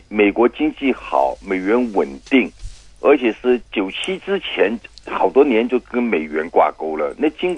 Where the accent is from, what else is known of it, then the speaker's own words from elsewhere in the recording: Hong Kong; 结果我们香港人那个荷包皮包都缩水了